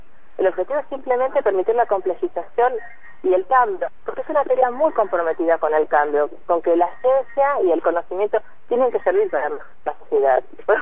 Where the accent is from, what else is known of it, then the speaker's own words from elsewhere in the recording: Bariloche, Río Negro, Argentina; yo soy de Bariloche